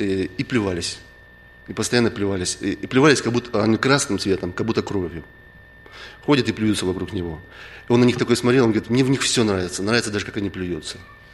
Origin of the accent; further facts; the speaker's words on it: Blagoveshchensk, Amur Oblast, Russia; Там с церкви, откуда я приехал, с Дальнего Востока, в Благовещенске, там никогда не было глухонемых.